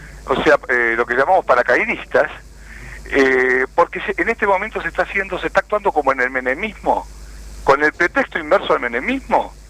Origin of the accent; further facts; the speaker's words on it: Buenos Aires Province, Argentina; Porque soy de provincia de Buenos Aires.